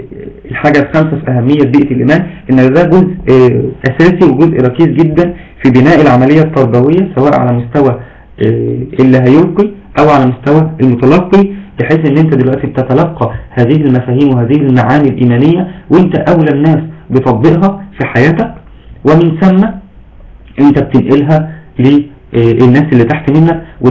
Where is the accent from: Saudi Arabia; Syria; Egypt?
Egypt; بس دايما عندنا في مصر بيقولوا تعرف فلان